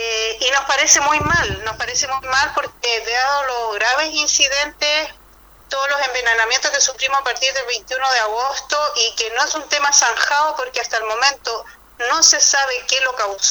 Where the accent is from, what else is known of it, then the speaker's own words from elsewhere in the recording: Puchuncaví, Valparaíso, Chile; yo soy de Puchuncaví, pero trabajo en una organización que es Mujeres de Zona Sacrificio en Resistencia, que abarca ambas comunas.